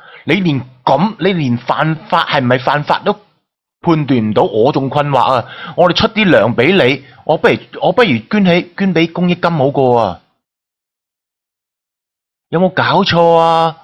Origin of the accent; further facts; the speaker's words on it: Hong Kong; 其實你話點解我哋香港人會同你決裂呢